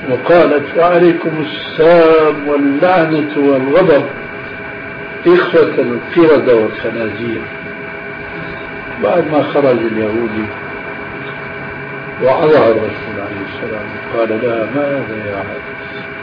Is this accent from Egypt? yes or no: no; Syria; عندنا في سوريا